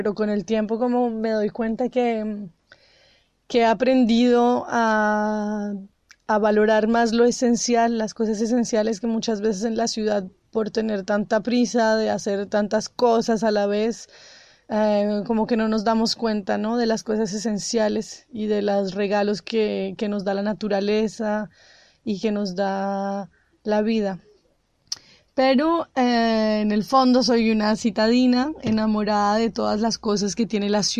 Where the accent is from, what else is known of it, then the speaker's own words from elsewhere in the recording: Bogotá, Colombia; now in France; Bueno, yo soy una colombiana que crecí en Bogotá, bueno, al lado de la ciudad siempre. Y hace 5 años me vine a vivir al campo, en el sur de Francia.